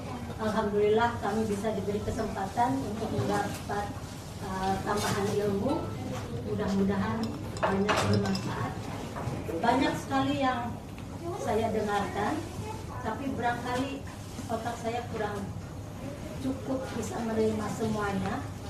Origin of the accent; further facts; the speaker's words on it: West Java, Indonesia; Saya dari Jawa Barat.